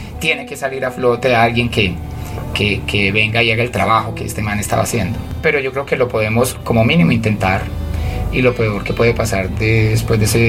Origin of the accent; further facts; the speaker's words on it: Envigado, Antioquia, Colombia; los dos venimos de La Mina en Envigado, entonces hay como cierta... Y somos orgullosos de haber nacido